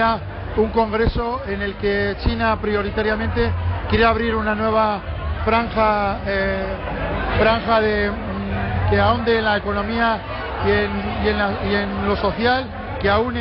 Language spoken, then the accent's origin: Spanish; Navarre, Spain; que prevalezca el estatus de Navarra tal y como está, siendo navarros, siendo españoles y siendo europeos